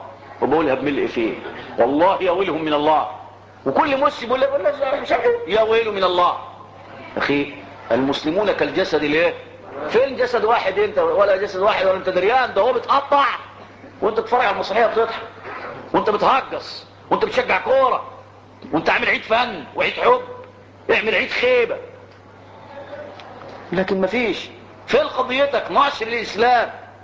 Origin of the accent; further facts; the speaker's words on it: Egypt; انا مصري فلي مصر وليه ارض